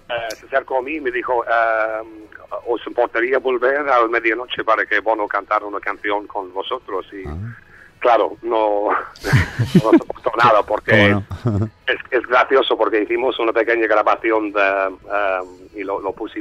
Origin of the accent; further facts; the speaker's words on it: Ireland; Spanish is a second language; Soy irlandés. Pasé 3 años en España, años atrás.